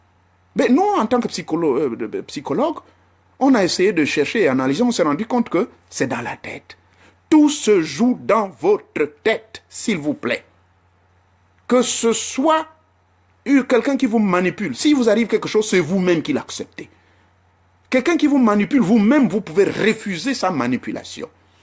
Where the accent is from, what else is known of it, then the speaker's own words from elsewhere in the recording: Gabon; Le bois bandé, on ne trouve ça que chez nous au Gabon là-bas.